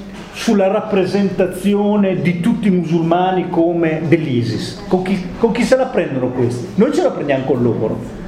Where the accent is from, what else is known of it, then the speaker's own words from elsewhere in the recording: Modena, Emilia-Romagna, Italy; io sono modenese